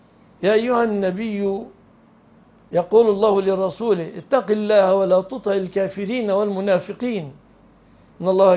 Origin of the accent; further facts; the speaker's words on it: Egypt; ليس المعنى الذي عندنا في مصر نطلق المدن والقرى